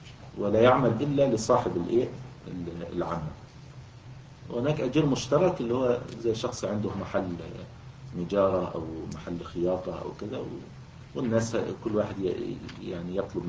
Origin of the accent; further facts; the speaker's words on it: Egypt; ويعني كان موجودا عندنا في مصر الوقت قريب يعني في القرى